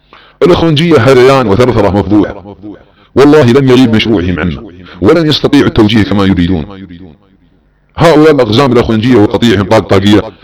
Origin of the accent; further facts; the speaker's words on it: Saudi Arabia; أبناء وطني في المملكة العربية السعودية وتدور على بلادنا السعودية